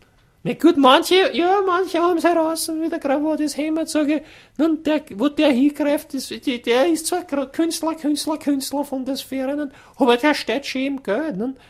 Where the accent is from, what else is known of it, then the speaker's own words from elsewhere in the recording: Austria; wir als Österreicher